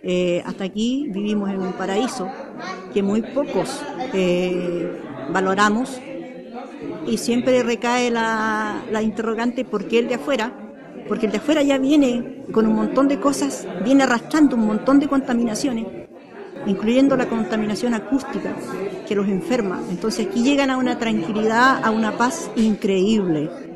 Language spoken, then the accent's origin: Spanish; Puerto Ibáñez, Aysén, Chile; soy nativa de acá, de Puerto Ibáñez.